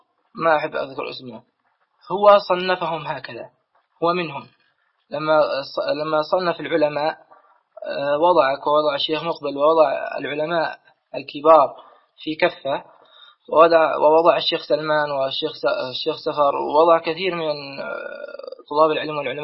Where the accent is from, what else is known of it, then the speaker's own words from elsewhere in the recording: Jordan; now in United Arab Emirates; أنا شيخ أردني مش إماراتي